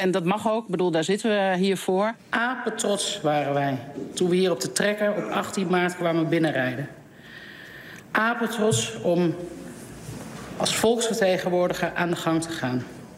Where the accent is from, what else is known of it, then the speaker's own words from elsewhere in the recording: Deventer, Overijssel, Netherlands; Ik kom uit Deventer